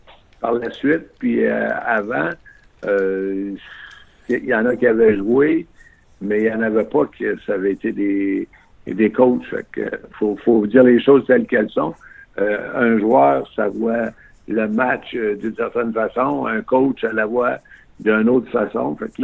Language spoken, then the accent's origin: French; Quebec City, Quebec, Canada; moi, je viens de Québec, là, j'ai appris mon anglais quand je suis allé à l'Université McGill, j'avais 21 ans.